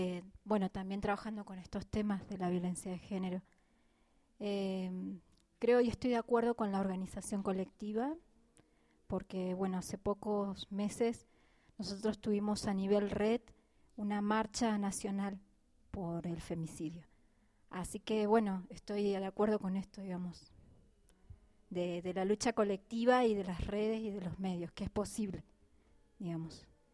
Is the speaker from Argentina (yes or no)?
yes; Argentina; moved away; soy trabajadora social de la Argentina. Hace poco tiempo que estoy acá con mi compañera